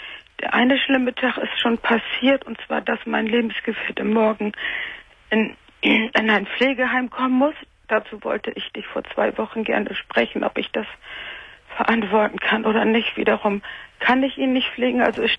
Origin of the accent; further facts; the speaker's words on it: Cologne, North Rhine-Westphalia, Germany; born there; ich bin in Köln einarmig geboren worden.